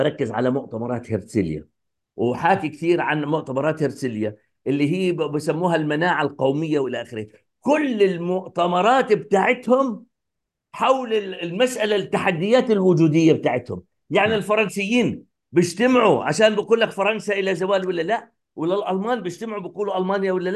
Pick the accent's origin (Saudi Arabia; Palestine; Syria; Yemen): Palestine; يعني انا قد يكون انا كفلسطيني